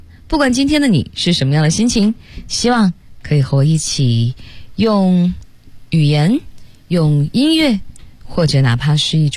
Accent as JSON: {"language": "Chinese", "region": "Tianjin", "country": "China", "tie": "born or raised there", "said": "虽然我不是在北京出生长大，但是离得也不远，在天津，算是一个北方姑娘"}